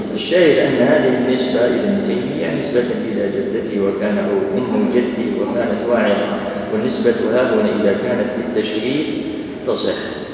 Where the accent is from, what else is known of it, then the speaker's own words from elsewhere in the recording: Algeria; احنا عندنا في الجزائر